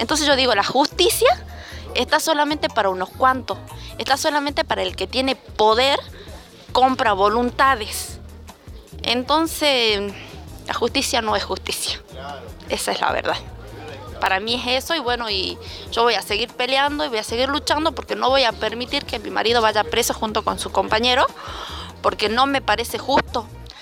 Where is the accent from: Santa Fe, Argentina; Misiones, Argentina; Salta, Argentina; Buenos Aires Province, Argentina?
Salta, Argentina; Hipólito Yrigoyen; vengo desde Hipólito Yrigoyen.